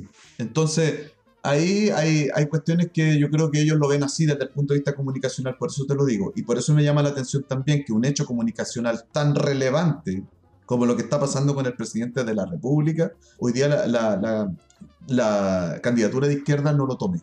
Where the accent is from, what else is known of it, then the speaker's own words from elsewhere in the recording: Concepción, Biobío, Chile; somos gente de clase popular, somos gente de Gran Concepción, de familias obreras, digamos.